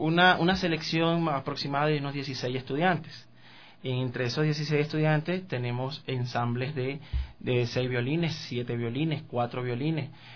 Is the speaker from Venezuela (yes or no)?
yes; Venezuela; Y mis inicios, bueno, fueron en Venezuela. Yo soy venezolano.